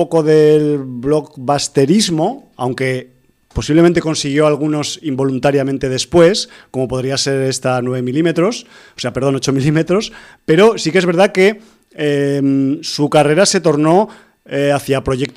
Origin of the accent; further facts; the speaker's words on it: Zaragoza, Aragon, Spain; moved away; en uno de mis numerosos viajes a mi tierra natal de Zaragoza, a ver a mi familia.